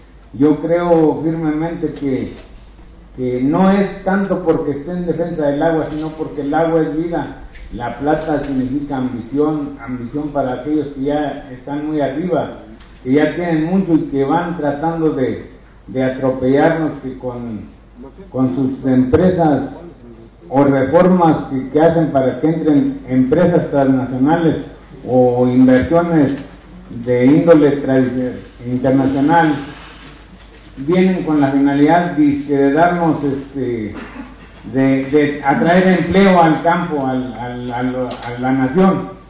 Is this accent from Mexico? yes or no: yes; Ojo de Agua, San Luis Potosí, Mexico; vengo de la comunidad de Ojo de Agua, pertenezco al ejido del Salto y Anexo, en la Sierra de 14. Mi ubicación está a una altura de 2.382 metros sobre el nivel del mar